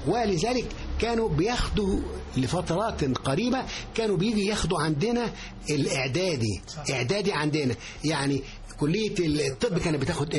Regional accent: Giza, Giza Governorate, Egypt; وكان في الجيزه الجديده والجيزه القديمه، انا كنت من الجيزه الجديده.

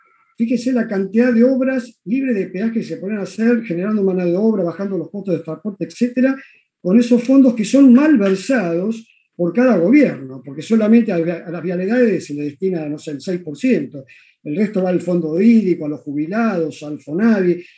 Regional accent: Vallehermoso, Argentina; born there; now in Buenos Aires, Argentina; Yo le aclaro, vivo en Buenos Aires, pero vivo viajando por todos lados. Soy nacido en Vallehermoso, tengo parientes en Villa Jardín

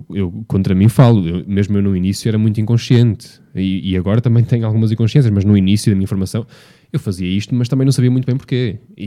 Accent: Vila Nova de Gaia, Porto, Portugal; Porto, quando digo Porto, digo Gaia, que é onde vive a minha família, onde eu passei a maior parte da minha vida e onde eu nasci também.

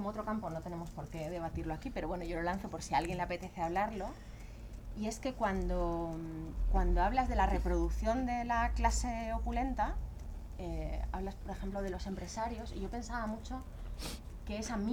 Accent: Madrid, Community of Madrid, Spain; now in Berlin, Germany; tanto en esta ciudad, en mi ciudad de origen también en Madrid

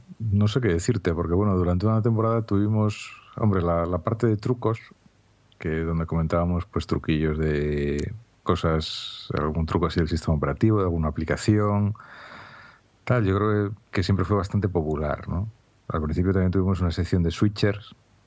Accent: Asturias, Spain; soy un asturiano, vivo en Gijón

